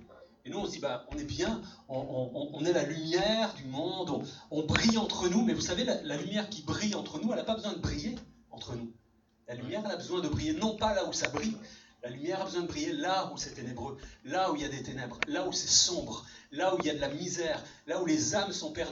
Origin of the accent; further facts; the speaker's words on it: Sète, Occitanie, France; born there; Je suis né en 1971 à Sète, dans la ville de Sète